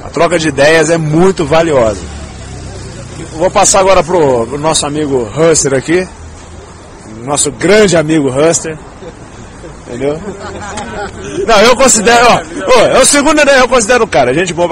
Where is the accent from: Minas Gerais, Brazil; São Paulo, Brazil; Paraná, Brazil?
Minas Gerais, Brazil; Eu sou mineiro, o pessoal de Minas Gerais aí.